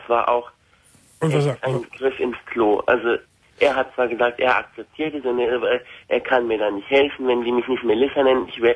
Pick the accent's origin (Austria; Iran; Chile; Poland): Iran; weil ich bin auch eine Iranerin